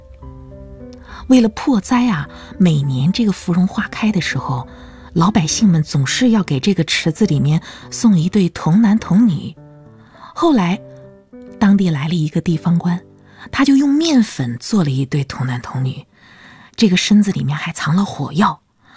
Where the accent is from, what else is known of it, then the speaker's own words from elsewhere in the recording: Hangzhou, Zhejiang, China; 我是杭州人，今年已经快50了。我从小啊，是在一个叫芙蓉池巷的地方长大的。不过，那个小巷现在都已经不存在了。